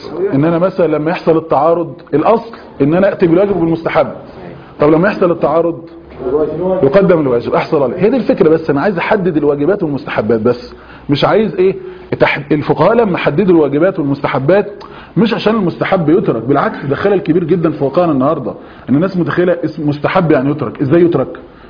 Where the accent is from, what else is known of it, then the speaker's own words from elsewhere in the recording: Egypt; واحنا عندنا في مصر بفضل الله عز وجل